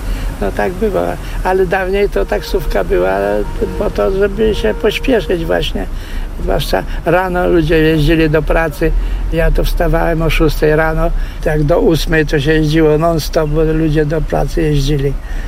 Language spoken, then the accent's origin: Polish; Toruń, Kuyavian-Pomeranian Voivodeship, Poland; born there; also born or lived in Kamień Pomorski; A w ogóle to się urodziłem koło Torunia, ale mieszkałem w Kamieniu Pomorskim długo. No i stamtąd przyjechałem i już to na stałe, w 61.